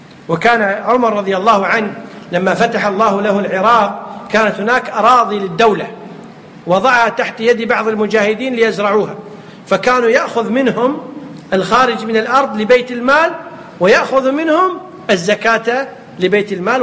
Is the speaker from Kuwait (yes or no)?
yes; Kuwait; يمكن يسميها عندنا في الكويت شو يسمونها